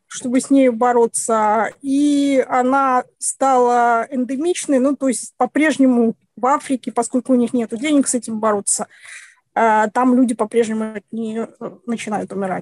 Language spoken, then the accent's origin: Russian; Belarus